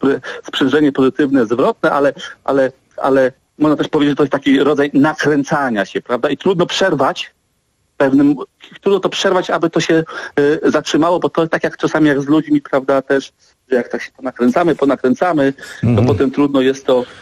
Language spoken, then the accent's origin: Polish; Dziwnów, West Pomeranian Voivodeship, Poland; Ja pochodzę z miejscowości Dziwów nad Morzem.